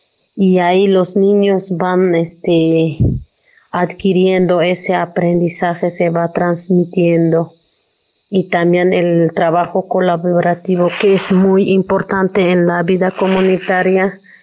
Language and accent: Spanish; Chiapas, Mexico; first language Tzeltal; Spanish is a second language; aquí los niñitos de esta comunidad todos hablan la lengua tzeltal, que es nuestra lengua materna, y eso es muy bonito porque pues todos hablan la lengua tzeltal. Y la lengua española, eso es como es la segunda lengua